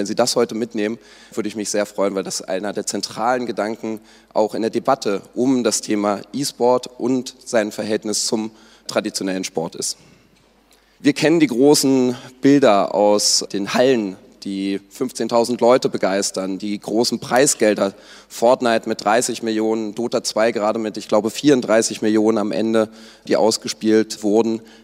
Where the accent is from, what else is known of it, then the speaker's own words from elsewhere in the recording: Berlin, Germany; ich selbst als Berliner kann auch sagen, Berlin ist die E-Sport-aktivste Stadt sozusagen